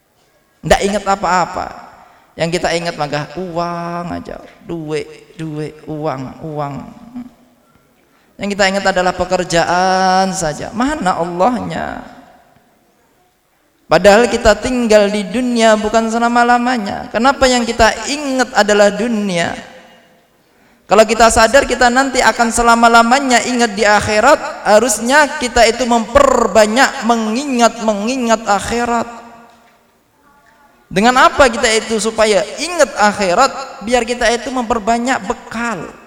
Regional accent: Tulungagung, East Java, Indonesia; daerah saya dulu di Tulungagung itu juga pernah itu

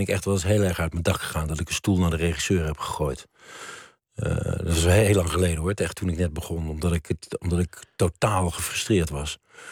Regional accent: Maastricht, Limburg, Netherlands; ik kwam ook uit Maastricht.

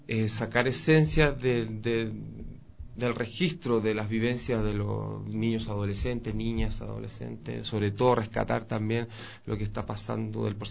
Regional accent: Chile; Es que yo de nacionalidad soy chileno

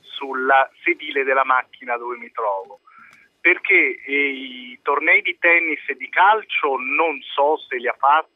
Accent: Pescara, Abruzzo, Italy; Io sono di Pescara, ieri per lavoro sono partito e sono andato a Zurigo

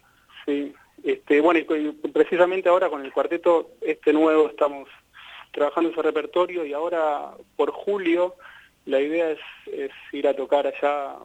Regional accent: Buenos Aires, Argentina; Yo soy de Buenos Aires, soy pampeano por adopción y griego por osmosis

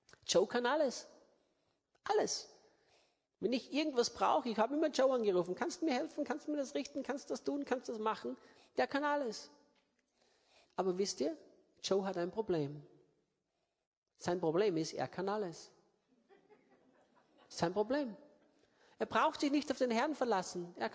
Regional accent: Austria; wie man bei uns in Österreich sagt, und Sudern.

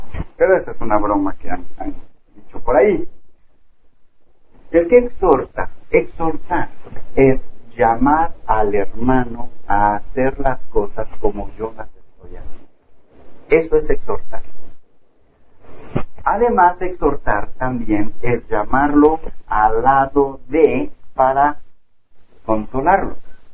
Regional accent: Alceseca, Puebla, Mexico; incluyendo Alceseca, de donde soy originario

